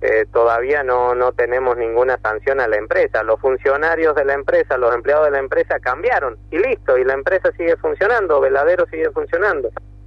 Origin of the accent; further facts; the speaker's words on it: Argentina; los únicos que perdemos somos los ciudadanos de la Argentina